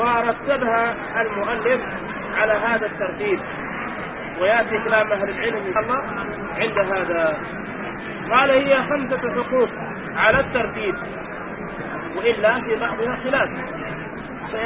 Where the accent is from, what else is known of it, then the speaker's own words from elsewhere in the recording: Yemen; ونحن عندنا في اليمن نعمة عظيمة أن الناس ما ينقذوا شيء، وإنما لله وفي الله